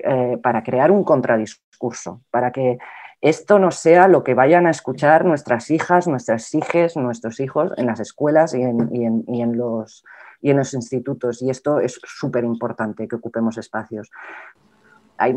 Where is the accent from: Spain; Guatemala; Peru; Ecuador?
Spain; es que yo soy europea y, yo tengo, y esto tiene un peso, y yo soy española